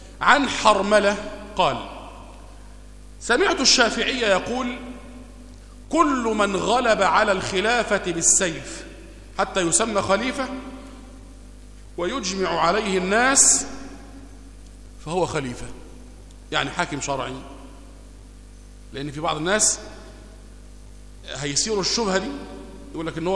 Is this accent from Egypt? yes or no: yes; Egypt; وهو اللي روايته عندنا في مصر هنا